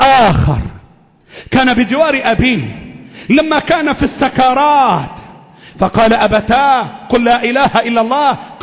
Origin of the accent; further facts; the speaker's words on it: Egypt; اللهم احفظ بلدنا مصر